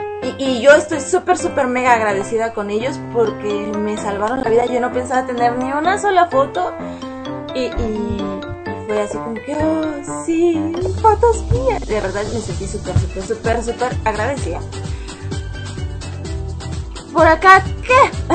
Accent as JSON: {"language": "Spanish", "country": "Peru", "said": "Y las festividades en mi país, Perú, no me agradan."}